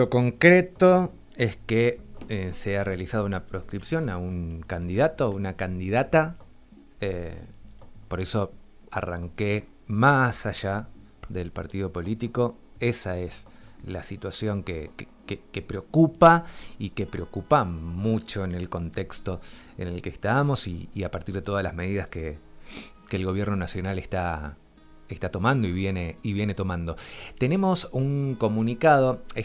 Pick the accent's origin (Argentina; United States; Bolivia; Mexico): Argentina; nos compromete a todos, a todas, como argentinos, como argentinas